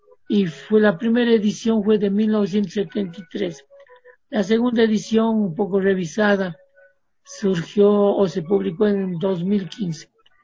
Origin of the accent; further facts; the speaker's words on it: Cuenca, Azuay, Ecuador; Yo me eduqué en Cuenca, soy cuencano, estudié en la Universidad de Cuenca dos carreras a la vez.